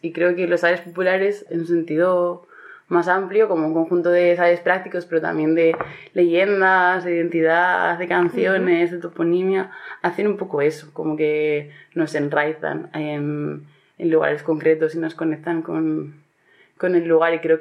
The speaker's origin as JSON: {"language": "Spanish", "town": "Astillero", "region": "Cantabria", "country": "Spain", "tie": "born or raised there", "said": "Yo he nacido y crecido en Astillero, pero soy la primera generación de mi familia que nace ahí. Y cuando acabé de bachiller me fui a la Universidad de Bilbao"}